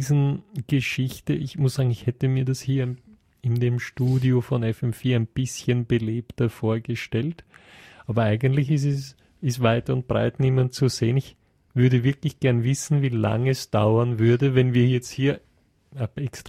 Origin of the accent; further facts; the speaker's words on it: Lower Austria, Austria; wenn ich sage, ich komme aus dem Most Viertel, dann...